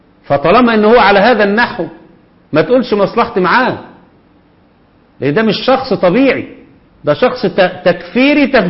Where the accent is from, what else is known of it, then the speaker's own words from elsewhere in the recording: Egypt; وعندنا في مصر ولله الحمد فاهمين كويس جدا الآن مين العدو